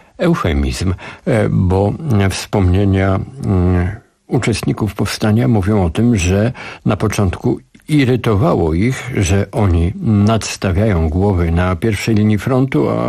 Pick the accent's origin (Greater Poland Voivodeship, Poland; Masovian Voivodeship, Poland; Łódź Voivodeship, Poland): Masovian Voivodeship, Poland; Warsaw; jako warszawiak świeżej daty, bo co prawda urodziłem się w tym mieście, ale wydaje mi się, że skoro rodzice przywędrowali do niego i przed wojną, i w czasie wojny, dostałem to miasto w spadku po bohaterach.